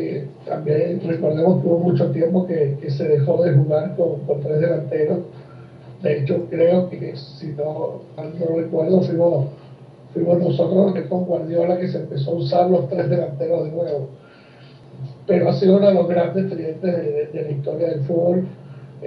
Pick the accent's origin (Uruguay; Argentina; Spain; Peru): Uruguay; born there; soy uruguayo de nacimiento